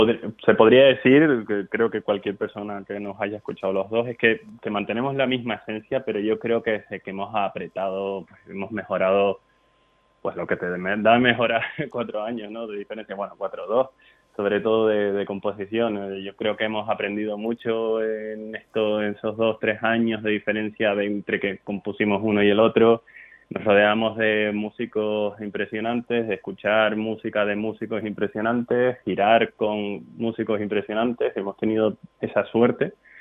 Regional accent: Canary Islands, Spain; somos tres canarios

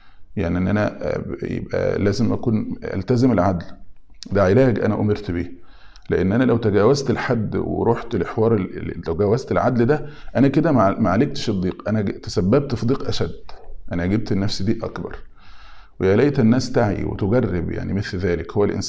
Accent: Egypt; الفراغ يعني احنا عندنا في مصر يقولوا القاضي لو الفاضي يعمل قاضي

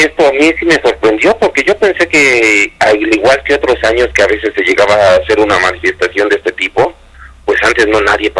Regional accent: Mexico; now in United States; yo siento que como mexicanos nos afecta muchísimo, porque estamos a veces aquí muy desunidos

